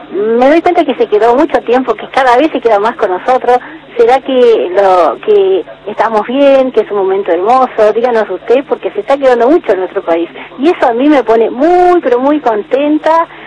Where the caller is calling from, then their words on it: El Talar, Buenos Aires Province, Argentina; Hola, buenas tardes … del Talar.